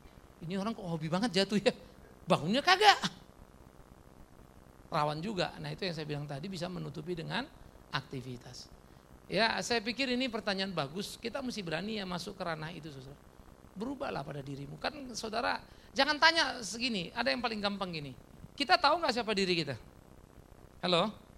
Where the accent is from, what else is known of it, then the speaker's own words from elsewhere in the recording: Eastern Indonesia, Indonesia; Karena saya orang Timur, saudara.